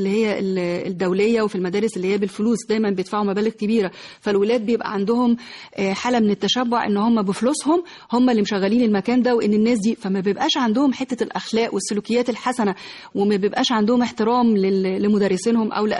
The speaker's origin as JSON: {"language": "Arabic", "country": "Egypt", "said": "احنا كمصريين كشعب مصري ما بنهتمش قوي بقصة العلاج النفسي"}